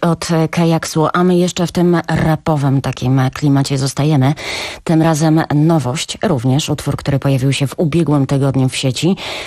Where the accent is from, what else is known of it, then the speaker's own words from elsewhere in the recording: Poznań, Greater Poland Voivodeship, Poland; a ja jestem z Poznania i jakoś tak mi bliżej do Lecha